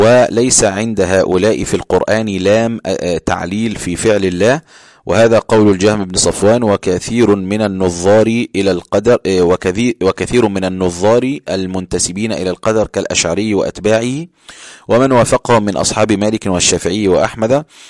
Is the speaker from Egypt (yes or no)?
yes; Egypt; انا بقول لشخص انت بارد عندنا في مصر، يبقى انا بشتمه